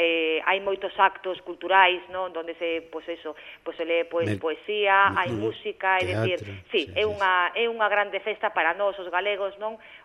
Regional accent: Monforte de Lemos, Galicia, Spain; Monforte, pues, es decir, eu que queres que che diga, che o meu pobo, pero bueno, encima Monforte é un sitio bonito

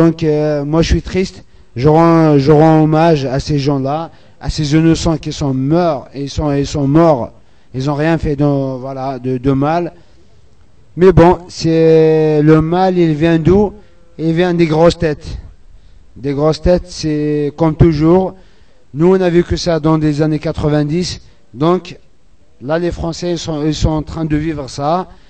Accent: Algeria; French is a second language; moi je suis Kabyle, je viens d'Algérie, donc je parle un peu français.

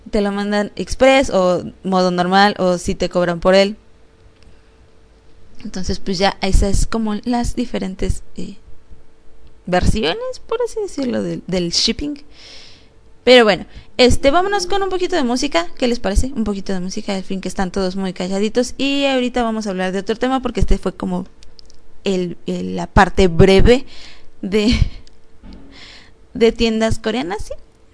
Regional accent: Mexico; Aquí ya me ubicó que yo soy de México, porque entré a la página y obviamente me aparece luego, luego que soy de México.

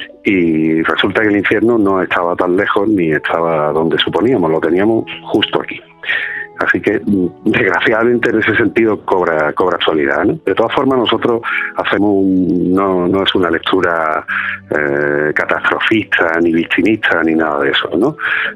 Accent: Málaga, Andalusia, Spain; now in Madrid, Spain; aunque parte de la compañía estamos fuera, vivimos en Madrid, como tú sabes, que es donde trabajamos además habitualmente. Somos todos malagueños

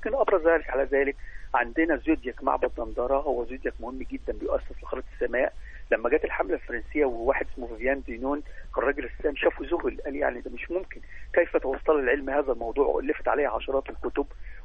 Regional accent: Egypt; وما زلنا حتى الان يعني رمز مصر، زي اكبر شركه وطنيه عندنا في مصر

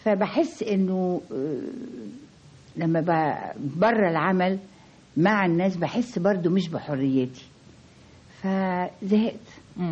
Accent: Egypt; ادبنا كشرقيين كمصريين.

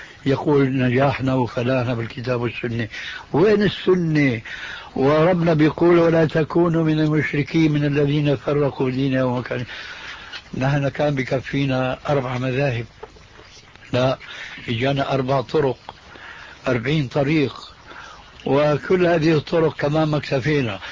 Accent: Syria; ونحن عندنا في الشام

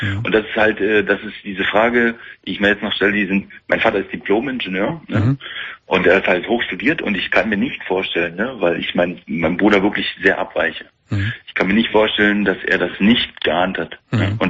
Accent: East Germany, Germany; Naja gut, wir sind im Osten groß geworden

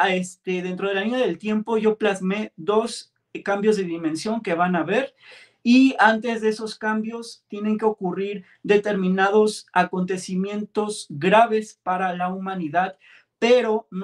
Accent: Mexico City, Mexico; yo soy un chico originario de la Ciudad de México. Soy un streamer mexicano

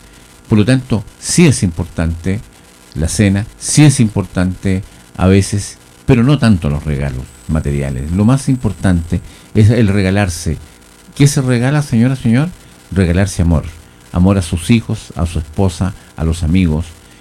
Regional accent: Chile; como trabajadores, como chilenos.

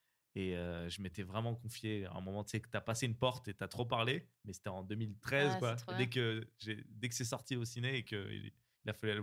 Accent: Le Bourget, Île-de-France, France; Moi, je viens du 93, au Bourget, plus exactement.

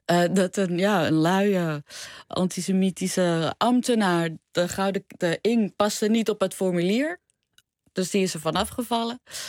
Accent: Amsterdam, North Holland, Netherlands; Nee, want ik voel me echt een Amsterdammer. Ja? Dus dat we al heel lang daar zijn.

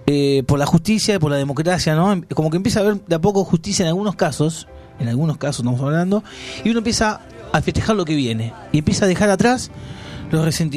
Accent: Argentina; Porque somos así los argentinos, ¿no?

